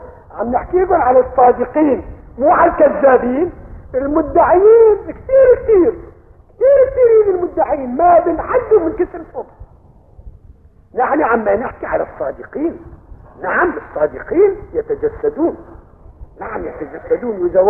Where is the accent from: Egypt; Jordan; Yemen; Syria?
Syria; Aleppo, Aleppo Governorate; هذا قضيب البال مشهور كان عندنا في حلب